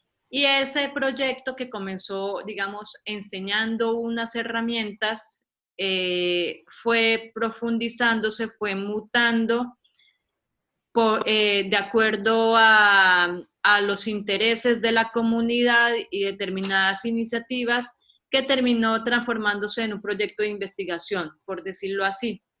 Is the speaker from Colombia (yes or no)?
yes; Colombia; moved away as an adult; now in Argentina; yo soy colombiana, soy artista visual, llevo aquí ya varios años en Argentina, me trajo el invento y me quedé por el amor.